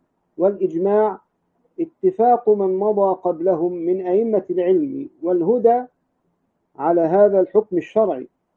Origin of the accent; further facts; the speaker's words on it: Egypt; الأزاهرة عندنا في مصر